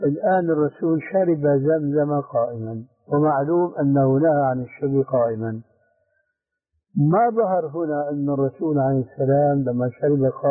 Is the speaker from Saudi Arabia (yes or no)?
no; Syria; يسموه عندنا بالشام برزان بوق العسكري هذا الأصيل